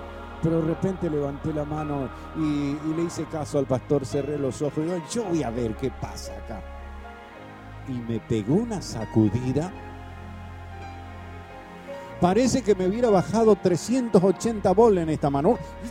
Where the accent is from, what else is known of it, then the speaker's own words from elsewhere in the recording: Santa Fe, Argentina; now in Buenos Aires, Argentina; Me vine a Buenos Aires de Santa Fe, lo más bien.